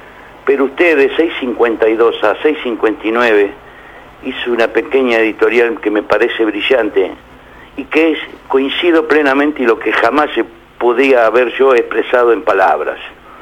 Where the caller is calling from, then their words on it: Buenos Aires, Argentina; de la Boca.